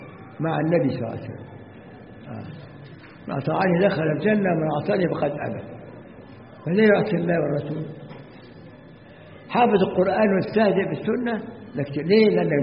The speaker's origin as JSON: {"language": "Arabic", "country": "Egypt", "said": "يجي ناس عندنا في مصر يمضي ويخرج"}